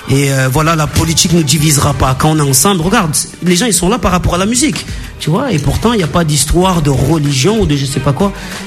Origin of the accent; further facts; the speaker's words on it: Marseille, Provence-Alpes-Côte d'Azur, France; chez moi à Marseille, ils se calachent des jeunes de 19 ans